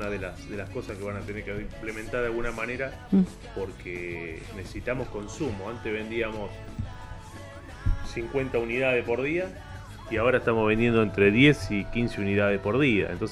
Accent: Argentina; Que cuando sobra un poquito, somos el argentino, es de gastarla, ¿no?

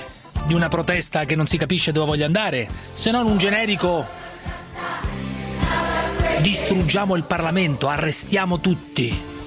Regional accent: Andria, Apulia, Italy; Io sono di Andria, sono andato a Molfetta, 40 km per fare la spesa.

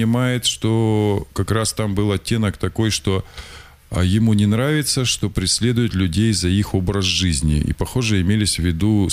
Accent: Russia; потому что я россиянин, я патриот

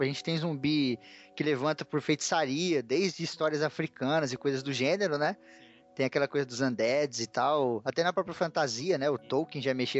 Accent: São Paulo, Brazil; Eu sou de São Paulo, cara.

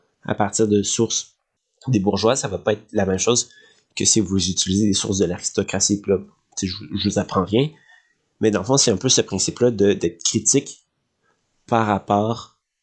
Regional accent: Quebec, Canada; en tant que Québécois, moi j'ai un rapport à l'État, un rapport à l'identité nationale, un rapport à la langue qui est unique au monde.

